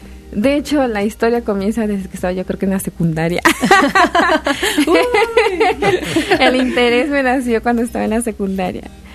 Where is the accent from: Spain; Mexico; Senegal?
Mexico; San Andrés Tuxtla, Veracruz; De San Andrés Tuxtla, Veracruz.